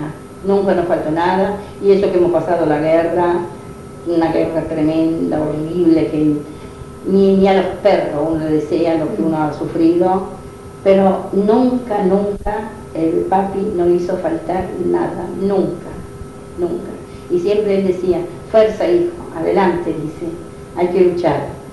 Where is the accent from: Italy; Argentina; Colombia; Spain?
Italy; Sant'Angelo; born there; Spanish is a second language; moved away; de Sant'Angelo Invado. Yo nací a Capallardo, Sant'Angelo, y nací y salí de Sant'Angelo.